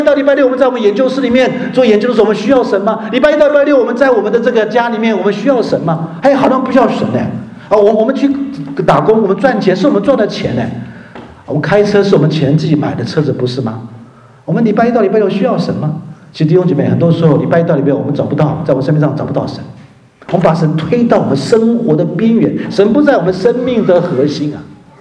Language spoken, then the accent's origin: Chinese; China; now in Germany; 我们中国人羡慕，崇拜这个名牌啊。